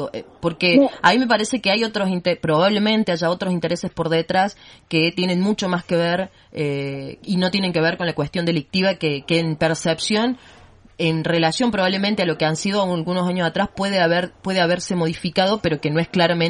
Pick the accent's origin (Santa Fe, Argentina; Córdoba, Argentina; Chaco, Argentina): Córdoba, Argentina; Yo salgo a caminar a la noche por mi pueblo, yo soy de una de las ciudades de Sierra Chica